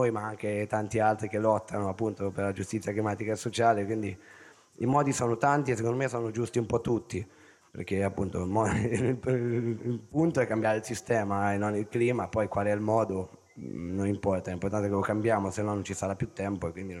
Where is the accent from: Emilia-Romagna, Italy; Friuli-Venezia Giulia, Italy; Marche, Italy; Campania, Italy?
Marche, Italy; Ancona; sono di Ancona